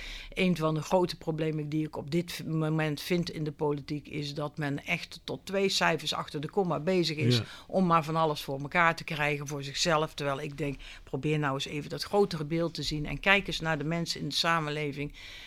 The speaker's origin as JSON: {"language": "Dutch", "region": "North Brabant", "country": "Netherlands", "also_born_or_lived": "Delft", "accent": "soft G", "moved": "as an adult", "said": "En nou ja, u kunt het aan mijn zachte G horen. Ik kom uit het Brabantse land en ik ben op 22-jarige leeftijd richting Delft vertrokken."}